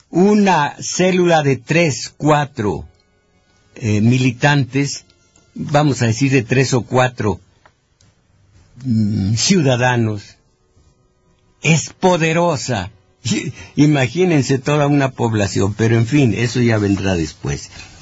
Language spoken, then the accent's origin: Spanish; Mexico; no 120 millones de átomos que somos los mexicanos